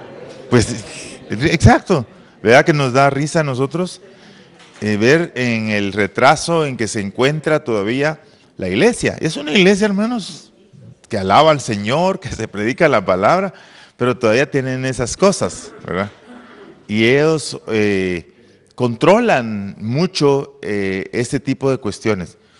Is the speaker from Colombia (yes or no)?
no; Oriente, Guatemala; yo soy de Oriente, nosotros conservamos un terreno de mi papá